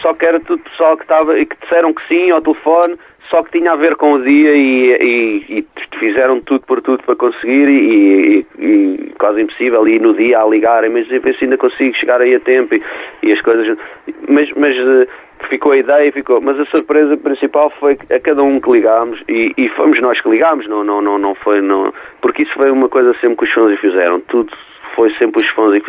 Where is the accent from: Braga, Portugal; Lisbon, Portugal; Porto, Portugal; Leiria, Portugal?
Lisbon, Portugal; Alcântara; porque somos de Alcântara e íamos uhum. a pé para o Johnny Guitar, e passávamos lá sempre, tínhamos, era 16 aninhos na altura.